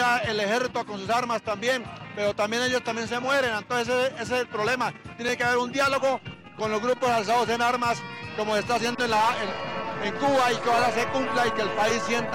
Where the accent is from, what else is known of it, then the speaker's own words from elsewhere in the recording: Toribío, Cauca, Colombia; el departamento del Cauca, donde soy yo, que soy de Toribío, es un municipio muy complicado para vivir allá.